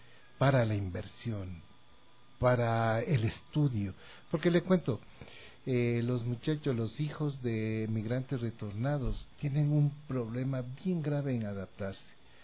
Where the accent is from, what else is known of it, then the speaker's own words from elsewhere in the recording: Ecuador; casa de nosotros, de los ecuatorianos, de acogida, pero también tenemos que ponernos de parte nosotros, como ecuatorianos